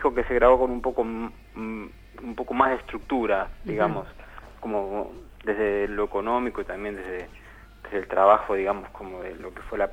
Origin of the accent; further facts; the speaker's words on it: Buenos Aires Province, Argentina; yo soy de Zona Oeste.